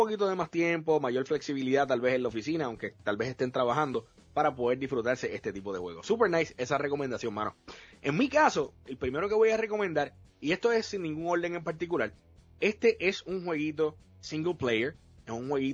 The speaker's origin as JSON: {"language": "Spanish", "country": "Puerto Rico", "said": "Entonces yo obviamente como buen puertorriqueño asocio la playa con el vacilón de verano, ¿no?"}